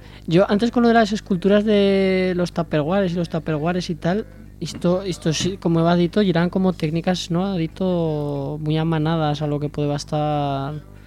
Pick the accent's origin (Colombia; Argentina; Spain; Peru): Spain; cuántos kilómetros de por medio, pero yo soy español.